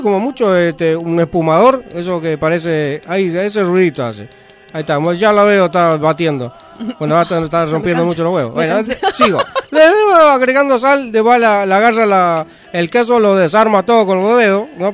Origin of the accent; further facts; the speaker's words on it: Paraguay; yo digo paraguay porque soy paraguayo